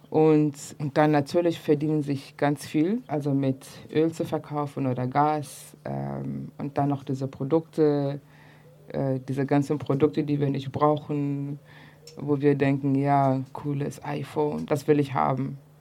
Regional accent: East Germany, Germany; weil wir sind ja mit Antikapitalismus aufgewachsen hier in der DDR.

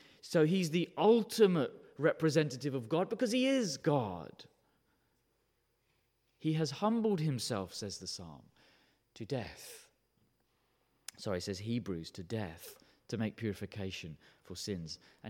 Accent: United Kingdom; And because we're British, we'll never say it.

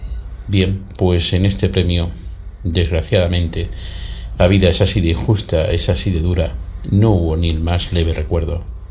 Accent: Spain; Ya va siendo hora, los españoles ya somos mayorcitos y tenemos que saber la verdad de todo.

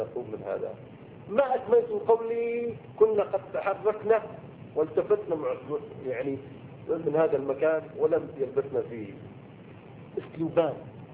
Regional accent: Syria; ما انا سوري ما لي علاقه

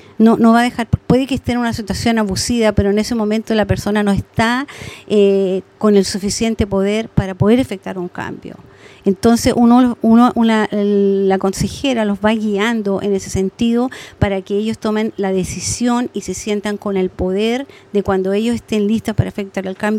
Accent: Chile; moved away; soy migrante chilena. En Chile yo estudié medicina nuclear y me especialicé en exámenes de cerebro.

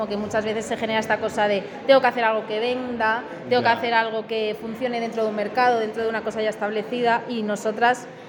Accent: Madrid, Community of Madrid, Spain; Somos de Madrid, Madrid nosotras.

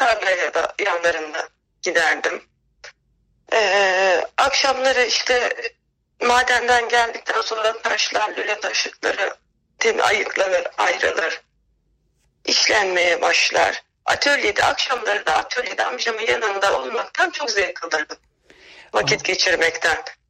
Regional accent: Eskişehir, Turkey; Herkes birbirini tanıyan küçük bir köyde büyüdüm ben.

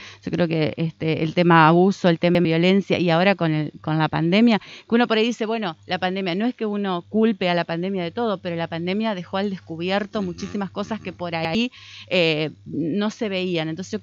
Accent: Argentina; uno es argentino, estamos en Argentina

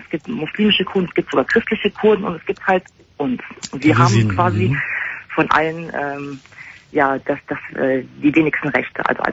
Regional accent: Germany; born there; Ja, ich bin hier geboren.

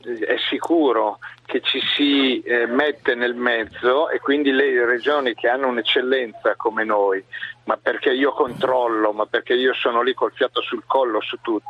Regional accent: Varese, Lombardy, Italy; Sono di Varese, non di Milano.

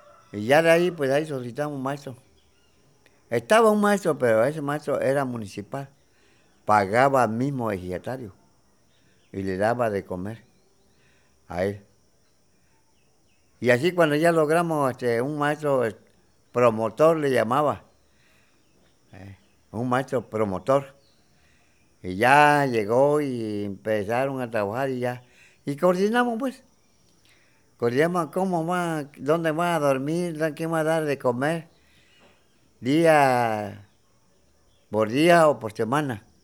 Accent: Loma de Cedro, Oaxaca, Mexico; Nací en Loma de Cedro, el 23 de abril de 1942. Estuve un tiempo allá con mi finado padre, ahí en mi tierra nativa.

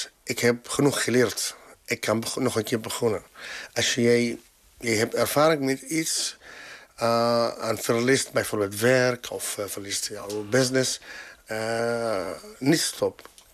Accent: Latakia, Latakia Governorate, Syria; Dutch is a second language; now in Netherlands; Latakia is mijn stad in Syrië. Ik ben hier van 9 jaar geleden, origineel. Ik kom uit Syrië, daarom.

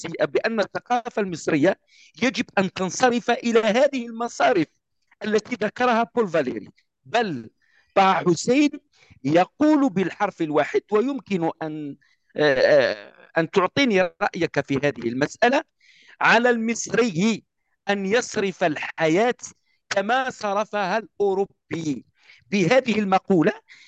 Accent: Algeria; أعطيك مثال، أنا كجزائري أعرف

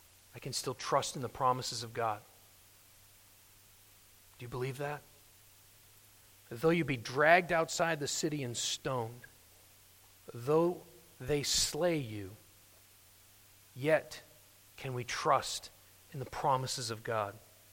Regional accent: United States; Of course, I'm saying those things as an American.

